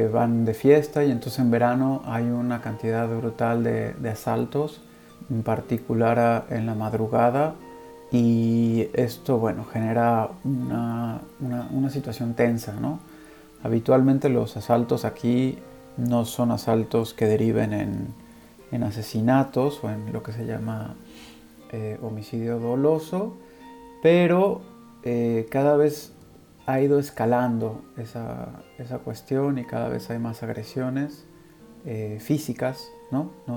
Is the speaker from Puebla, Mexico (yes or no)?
yes; Puebla, Mexico; also born or lived in Mexico City; now in Barcelona, Spain; en Barcelona, donde vivo desde finales del 2017. Soy originario de la Ciudad de México, pasé mi infancia y adolescencia en Puebla y después la licenciatura y la maestría las hice en la Ciudad de México